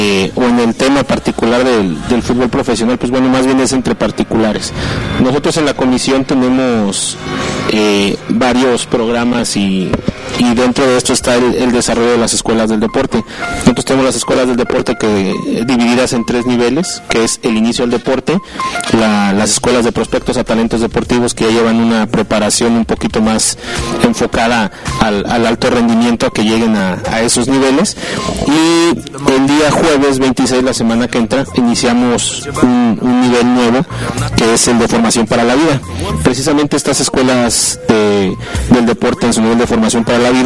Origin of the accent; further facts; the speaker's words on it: Monclova, Coahuila, Mexico; now in Irapuato, Mexico; yo soy ingeniero de Monclova, Coahuila, y tengo 23 años viviendo aquí en Irapuato.